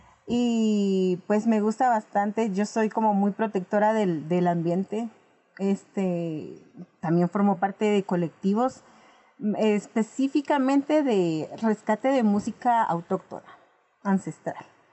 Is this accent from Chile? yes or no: no; Chimaltenango, Guatemala; Yo pertenezco del departamento de Chimaltenango, específicamente del municipio de Patzún. Es un clima muy frío. Y pues soy maya cachiquel.